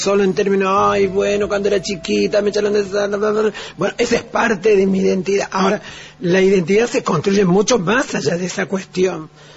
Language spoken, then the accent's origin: Spanish; Salta, Argentina; yo de travesti soy, insisto, salteña, de origen boliviano, soy feminista, soy gorda, soy periférica.